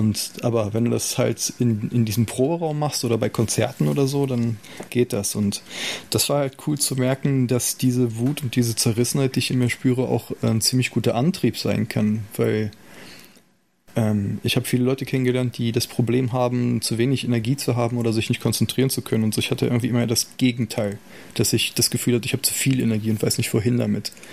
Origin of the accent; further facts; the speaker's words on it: Salzgitter, Lower Saxony, Germany; ich bin in Salzgitter groß geworden, eine nicht gerade musische Stadt mit nicht besonders vielen Möglichkeiten außerhalb der Auto- und Stahlindustrie und so.